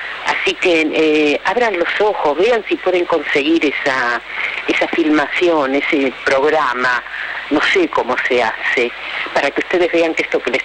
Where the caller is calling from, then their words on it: Almagro, Buenos Aires, Argentina; de Almagro.